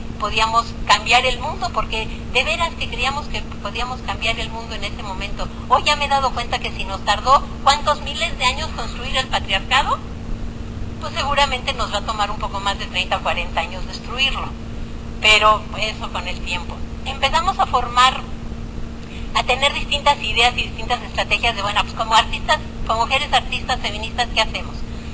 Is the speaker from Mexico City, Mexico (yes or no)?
yes; Mexico City, Mexico; Yo que soy niña popis del Pedregal